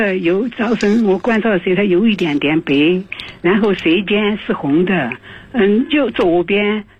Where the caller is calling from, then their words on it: Chengdu, Sichuan, China; 大家好，我是成都的。